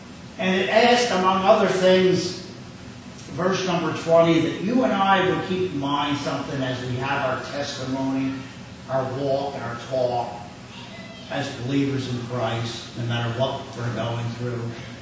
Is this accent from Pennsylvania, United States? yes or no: yes; Philadelphia, Pennsylvania, United States; I want to say, I come from Philadelphia.